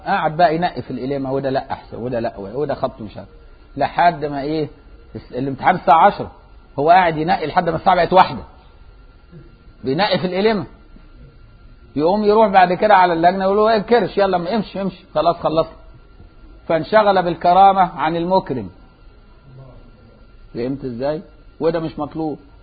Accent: Egypt; طول ما احنا في مصر نفتحها بقى

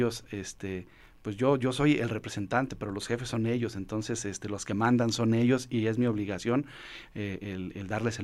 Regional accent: San Juan del Río, Querétaro, Mexico; somos San Juan del Río Querétaro, claro.

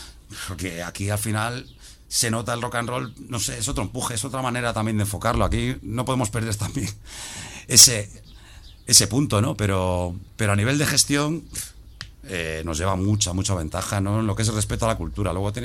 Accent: O Grove, Galicia, Spain; Y Ogrove, que es de donde soy

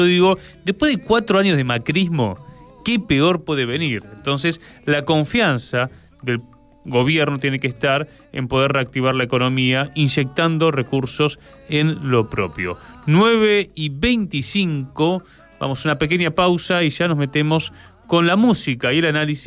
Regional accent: Argentina; es que le vamos a pagar como pueblo argentino a esa gente que tiene, o esas empresas que tienen bonos, ¿no?

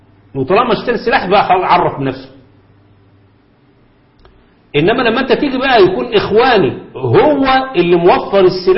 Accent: Egypt; أو حتى عندنا في مصر

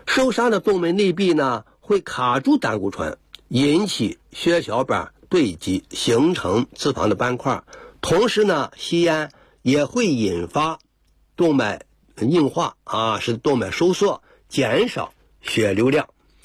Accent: China; 因为这个我们中国人呢盐吃的过量过多

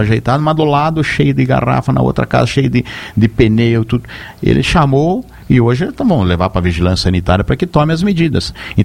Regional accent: Chapecó, Santa Catarina, Brazil; eu sou de Chapecó

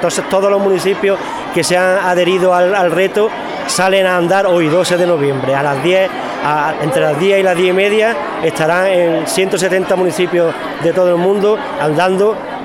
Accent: Andalusia, Spain; Nosotros creemos que como españoles y como andaluces, que en Andalucía también se está dando mucho tipo de obesidad infantil

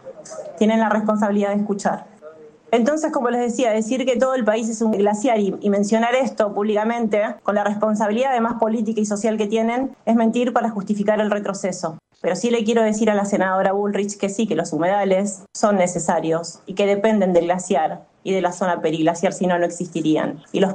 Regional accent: Tolhuin, Tierra del Fuego, Argentina; Yo vengo de Tolhuin, el corazón de la isla grande de Tierra del Fuego

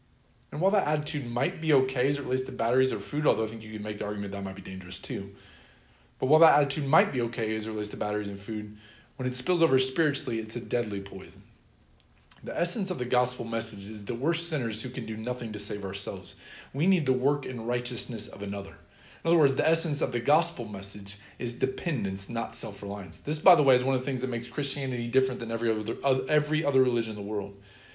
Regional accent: Sheraton, Iowa, United States; When I was growing up, I was convinced that my hometown, Sheraton, Iowa, was the greatest town in the world.

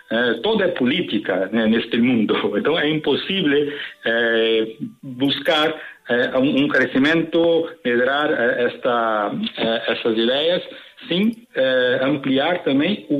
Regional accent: São Paulo, Brazil; e eu sou de São Paulo

